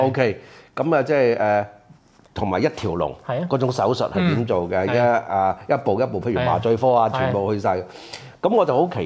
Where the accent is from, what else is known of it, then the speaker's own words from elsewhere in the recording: Hong Kong; 即係我哋香港人咧，佢就會話俾你聽